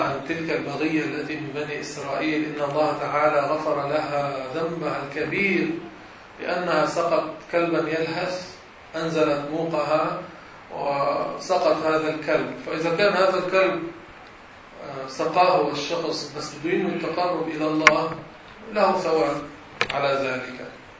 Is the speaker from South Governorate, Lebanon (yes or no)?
no; Beirut, Beirut Governorate, Lebanon; تعال نطلع على أهل بلدنا بيروت